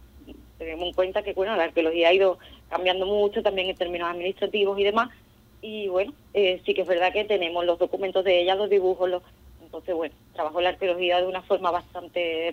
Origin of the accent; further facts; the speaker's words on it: Andalusia, Spain; Sí, somos de Cádiz.